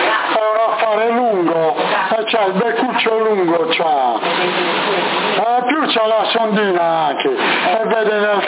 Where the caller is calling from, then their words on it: Sassari, Sardinia, Italy; Qua siamo nel nord Sardegna, Sassari.